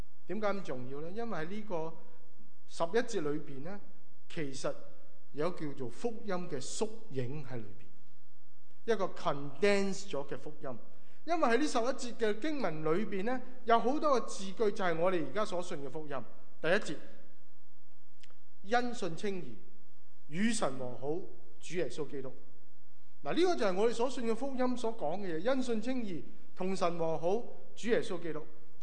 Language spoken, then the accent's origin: Cantonese; China; 嗱，我哋中国人有个错误嘅观念，以为我做咗一啲嘅事咧，神咧就会讨神喜悦啦。